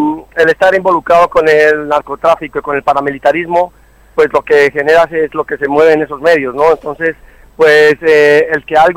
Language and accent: Spanish; Colombia; moved away as an adult; now in Spain; Sí, yo soy de Colombia, estoy aquí por razones políticas en el País Vasco.